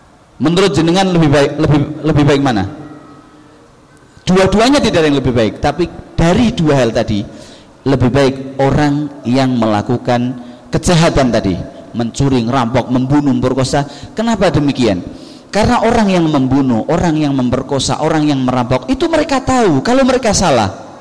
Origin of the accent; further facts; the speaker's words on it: Java, Indonesia; kebiasaan mereka yang naudzubillah mungkin lebih nemen daripada kebiasaan kita orang Jawa atau orang Indonesia pada umumnya.